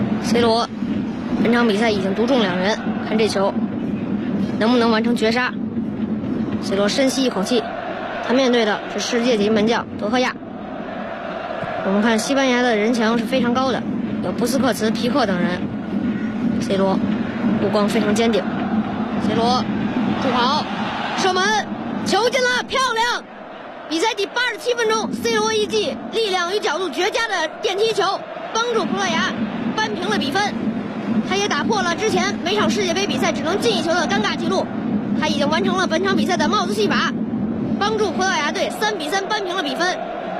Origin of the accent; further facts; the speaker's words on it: Beijing, China; 大家好，我是来自北京光明小学四年级10班的